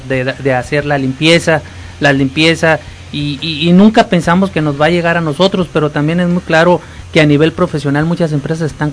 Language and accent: Spanish; Mexico; qué nos pasa como mexicanos